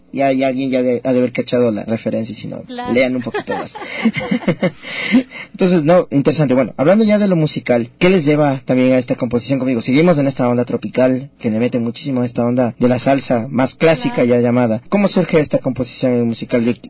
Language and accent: Spanish; Ecuador; Porque aquí como ecuatorianos, no todos, ¿no?